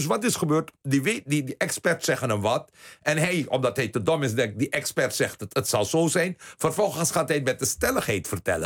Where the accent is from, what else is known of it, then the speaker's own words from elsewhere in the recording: 's-Hertogenbosch, North Brabant, Netherlands; now in Waalwijk, Netherlands; ik kom uit Den Bosch en woon nu in Waalwijk.